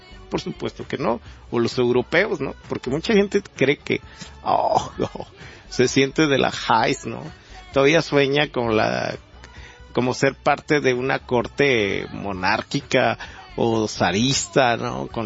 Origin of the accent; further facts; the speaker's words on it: Mexico; como mexicanos, con las características muy remarcadas que tenemos, por nuestra idiosincrasia tan singular, ¿no?, como mexicanos